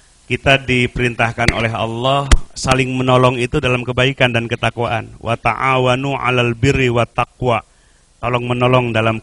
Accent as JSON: {"language": "Indonesian", "region": "West Java", "country": "Indonesia", "said": "mau pakai bahasa Sunda, kita orang Sunda, pakai bahasa Indonesia"}